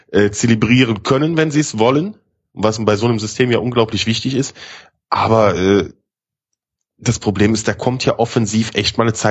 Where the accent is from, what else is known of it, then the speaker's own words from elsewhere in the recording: Grevenbroich, North Rhine-Westphalia, Germany; born there; Genau, aus dieser wundervollen Stadt Grevenbroich.